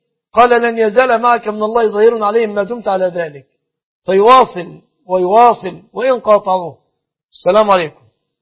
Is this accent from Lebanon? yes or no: no; Egypt; أن يحفظ بلادنا مصر